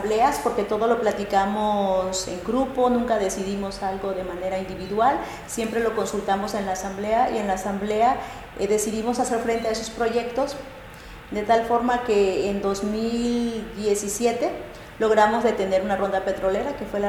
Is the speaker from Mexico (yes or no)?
yes; Chapultenango, Chiapas, Mexico; nosotras venimos de Chiapas, yo soy de Chapultenango, Chiapas, soy de la cultura Zoque. Los Zoques estamos ubicados al norte del estado de Chiapas. Somos una población de alrededor de 70.000 hablantes.